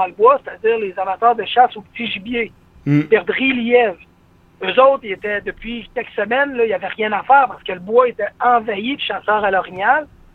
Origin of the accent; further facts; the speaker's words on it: Montmagny, Quebec, Canada; Alors que nous, dans la région de Québec, puis tu sais, moi, je viens d'une ville proche de Québec qui s'appelle Montmagny, qui était normalement reconnue comme étant la capitale de l'oie blanche.